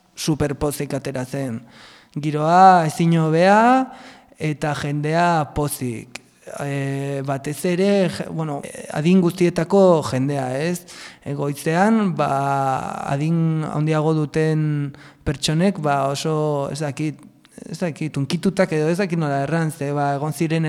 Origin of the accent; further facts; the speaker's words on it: Auzperri, Navarre, Spain; Auzperrikoa naiz, eta hori